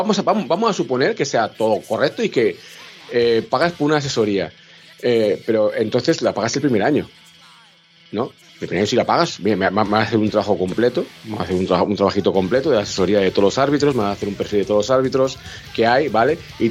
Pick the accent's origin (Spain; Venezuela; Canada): Spain; Valladolid, Castile and León; que además de mi tierra, Valladolid